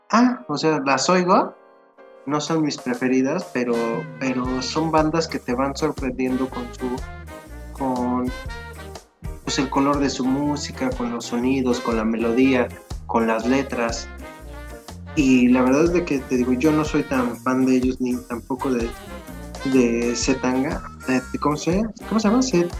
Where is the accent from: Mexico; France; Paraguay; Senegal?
Mexico; Es que, o sea, como buenos mexicanos